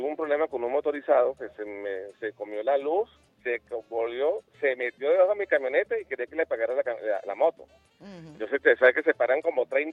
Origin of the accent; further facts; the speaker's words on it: Venezuela; Yo quiero saber, como venezolano